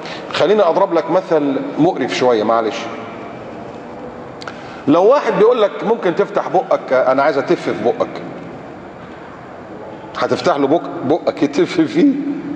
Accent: Egypt; المجرم السافل الممثل اللي عندنا في مصر ده اللي عمال يسخر من الاسلام ومن المسلمين

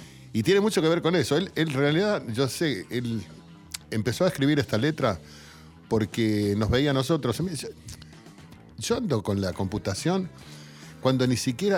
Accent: Buenos Aires, Argentina; yo me crié en Barracas, yo me crié en un barrio de tango.

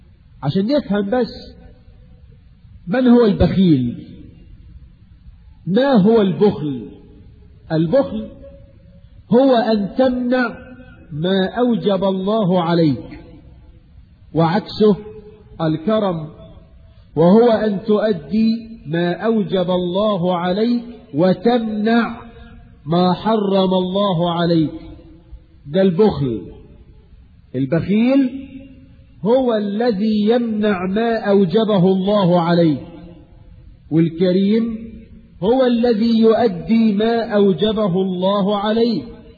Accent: Egypt; حتى الناس عندنا في مصر

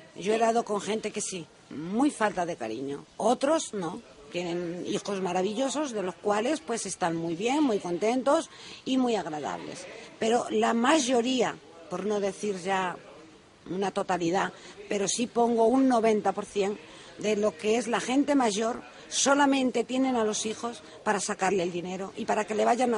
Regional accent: Galicia, Spain; born or raised there; also born or lived in Salamanca; now in Lanzarote, Spain

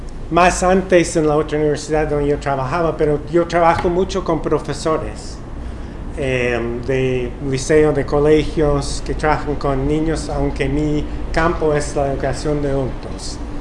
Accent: Wisconsin, United States; Spanish is a second language; mi abuelo maternal trabajaba toda su vida en las fábricas en mi pueblo, en el estado de Wisconsin

